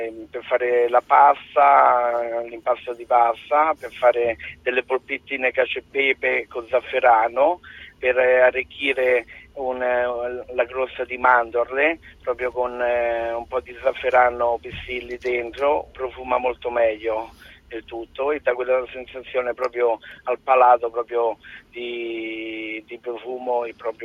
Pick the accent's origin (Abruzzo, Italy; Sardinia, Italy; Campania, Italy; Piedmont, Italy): Abruzzo, Italy; è la mia terra, quindi sono stato a Navelli varie volte